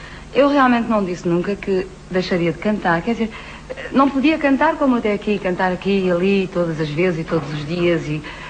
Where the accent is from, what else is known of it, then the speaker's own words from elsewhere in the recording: Lisbon, Portugal; Como sou de Lisboa, tenho esse predicado também